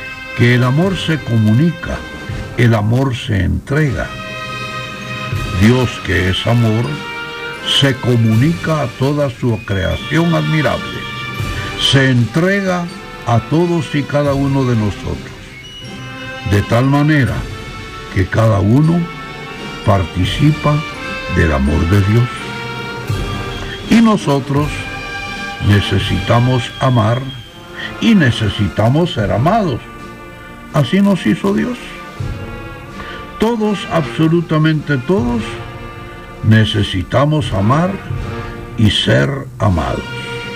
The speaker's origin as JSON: {"language": "Spanish", "country": "Guatemala", "said": "Somos católicos y somos guatemaltecos."}